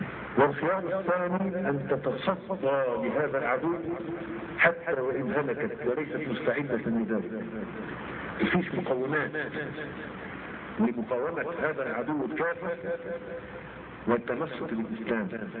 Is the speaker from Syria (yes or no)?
no; Egypt; خلي بالك بس مش احنا مصريين عارفين نفسيات بعض